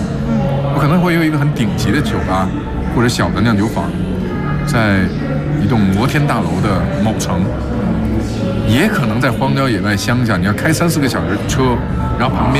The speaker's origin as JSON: {"language": "Chinese", "region": "California", "country": "United States", "said": "我是加州的"}